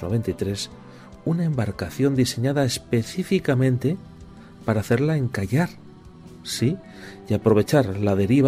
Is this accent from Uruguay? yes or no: no; San Sebastián, Basque Country, Spain; born there; Sí, por algo nací en San Sebastián.